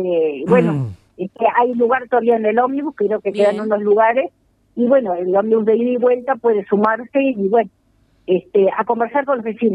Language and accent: Spanish; Uruguay; tenemos que sentarnos a pensar como uruguayos